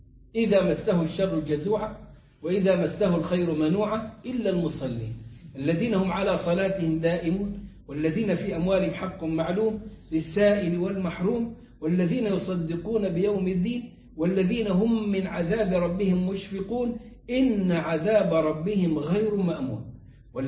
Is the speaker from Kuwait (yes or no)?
no; Egypt; عندنا في مصر في الصعيد